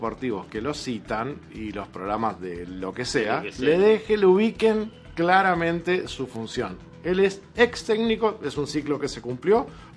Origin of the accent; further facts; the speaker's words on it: Uruguay; Yo quiero que mi pueblo se acostumbre a ver a Uruguay ganar desde siempre